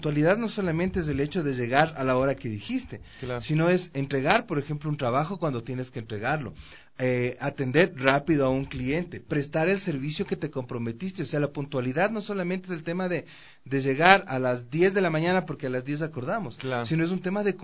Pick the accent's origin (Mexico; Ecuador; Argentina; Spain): Ecuador; Quito, Pichincha; la ciudad, como ciudad, como quiteño, como empresario, como consumidor también de los servicios.